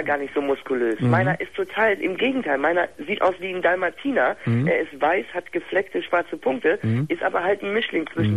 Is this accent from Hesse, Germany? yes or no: no; Remscheid, North Rhine-Westphalia, Germany; moved away as an adult; now in Schleswig-Holstein, Germany; Ursprünglich komme ich ja aus Remscheid und mich hat es nach dem Norden verschlagen, weil ich beim Bund war